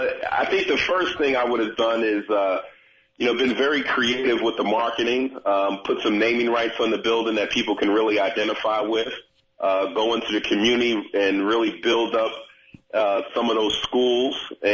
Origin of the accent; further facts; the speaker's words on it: New York City, New York, United States; So growing up in New York City, I just made it a point that I watched a lot of other people carrying a briefcase